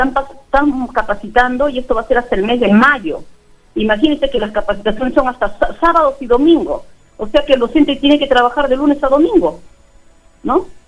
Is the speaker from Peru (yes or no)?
yes; Trujillo, La Libertad, Peru; yo soy trujillana, pero el trabajo me ha tocado por la sierra